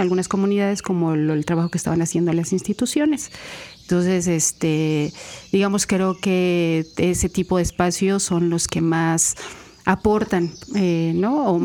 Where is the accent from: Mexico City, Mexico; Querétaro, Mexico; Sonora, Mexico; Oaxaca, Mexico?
Mexico City, Mexico; now in Veracruz, Mexico; yo soy de la Ciudad de México, y cuando llegué a Veracruz